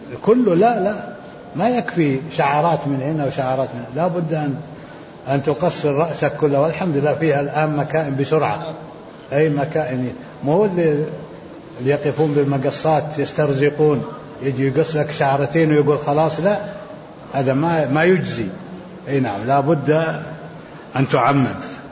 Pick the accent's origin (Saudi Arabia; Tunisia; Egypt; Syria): Saudi Arabia; Jeddah, Makkah Province; أنا من أهل جدة